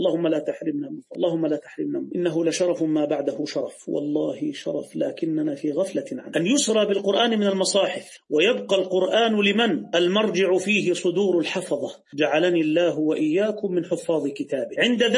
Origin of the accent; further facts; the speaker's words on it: Egypt; عندنا في مصر الزوجة إذا أراد والدها تزويجها يجهزها بمبلغ وقدره